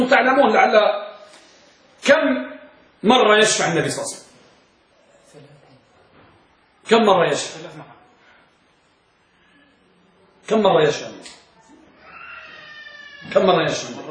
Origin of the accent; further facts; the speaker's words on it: Morocco; الملقب عندنا بالمغرب